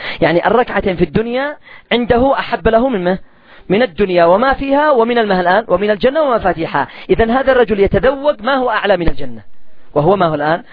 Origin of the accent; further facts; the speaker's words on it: Yemen; سعر الدقيق والقمح عندنا في اليمن ما تقلش عن 300 ريال.